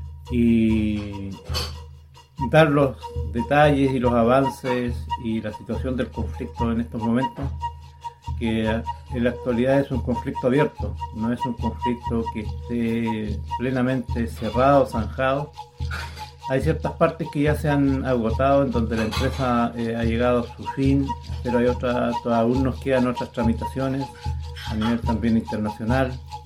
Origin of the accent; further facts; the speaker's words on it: Mehuín, Los Ríos, Chile; yo soy de acá de Mewin